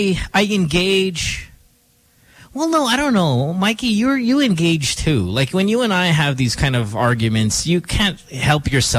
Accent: India; Hey, I'm not making fun of Indians. I'm Indian.

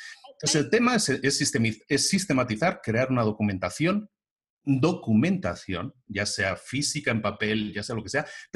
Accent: Barcelona, Catalonia, Spain; Yo vengo de Barcelona, por ejemplo.

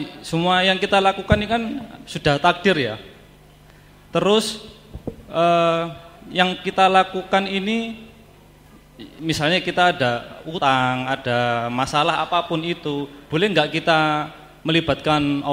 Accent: Surabaya, East Java, Indonesia; Saya dari Surabaya.

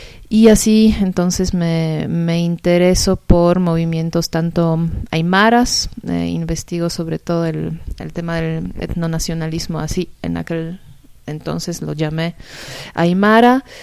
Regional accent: Poland; now in Bolivia; soy de origen polaca. Entonces, como una polaca termina estudiando estudios latinoamericanos y sobre todo Bolivia, y fue un poco por el tema personal que yo ya en Polonia estudié estudios latinoamericanos

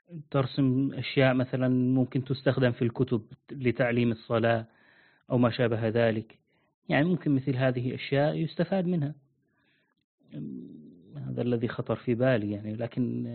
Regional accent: Syria; والله حسيت لهجتك من سوريا، من بلادنا، ما أعرف ليش.

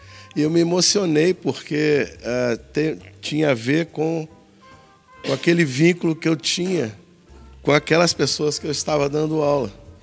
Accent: Minas Gerais, Brazil; moved away; eu sou mineiro. E mineiro parece que já anda de braço aberto, né? Assim. Eu e Roberto somos mineiros. A gente veio para cá juntos, né?

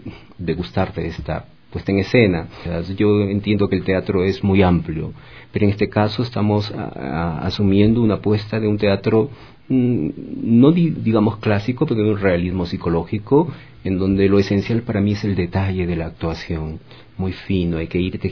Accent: Trujillo, La Libertad, Peru; moved away; also born or lived in Lima; Y yo soy un director que radica casi 30 años en Lima y regresa a mi ciudad de origen, que es Trujillo, y desde ahí sigo trabajando, ¿no?

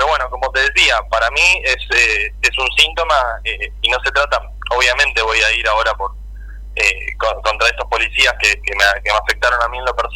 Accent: Pilar, Buenos Aires Province, Argentina; yo soy de acá de Pilar, ando todos los días y hoy tengo muchos amigos también que andamos, que somos de Pilar

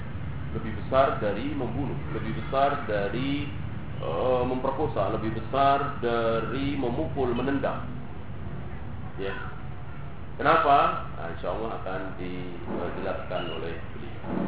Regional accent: Java, Indonesia; Bahasa Jawa misalnya, segala apa kita orang Jawa sendiri enggak tahu.

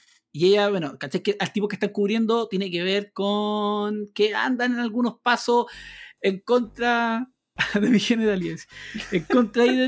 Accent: Chile; nosotros que somos chilenos la conocemos

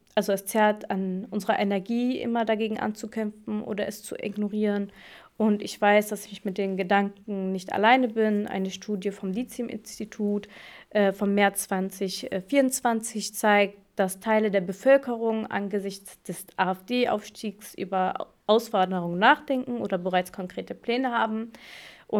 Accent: Germany; also born or lived in Morocco; zwischen meiner Heimat Deutschland und meiner Heimat Marokko. Ich sitze gewissermaßen zwischen zwei Stühlen und beide Länder sind Teil meiner Identität

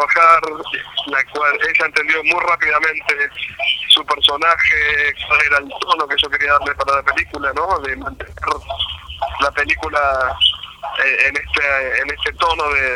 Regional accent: Buenos Aires, Argentina; Yo soy de Buenos Aires

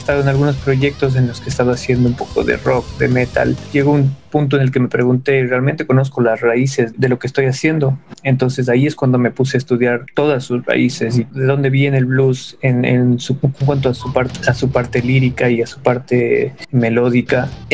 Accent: Mexico City, Mexico; Desde niño yo crecí en la Ciudad de México y ahí pues pude conocer la tradición y la cultura mexicana

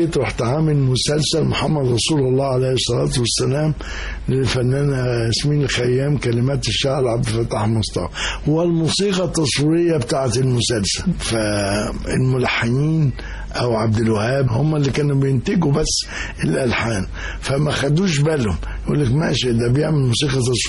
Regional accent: Cairo, Cairo Governorate, Egypt; also born or lived in Alexandria; لا، أروح بس أسكندرية زيارة 4-5 أيام وبحجاني أنا عايز أرجع القاهرة. فأنا أصلا قاهري

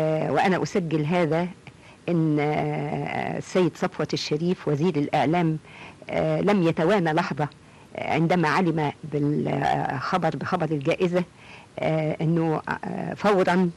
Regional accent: Egypt; وأقول أنا مصرية، أنا من بلد

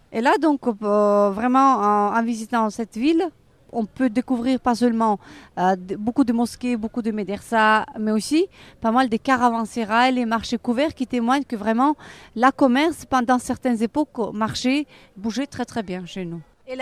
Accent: Bukhara, Bukhara Region, Uzbekistan; French is a second language; je suis très contente de pouvoir présenter ma ville natale, la ville de Boukhara, qui est très connue dans le monde entier, parce que c'est une ville qui se trouvait sur les routes caravanières.

